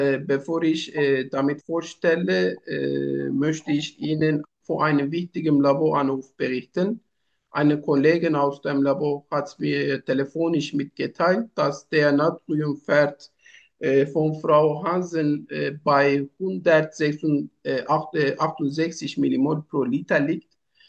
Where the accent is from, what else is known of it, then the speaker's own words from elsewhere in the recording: Turkey; German is a second language; Ich komme aus der Türkei. Ich bin 34 Jahre alt.